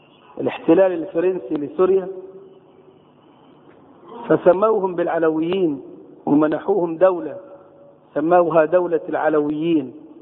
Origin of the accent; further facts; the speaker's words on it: Egypt; في شباب عندنا في مصر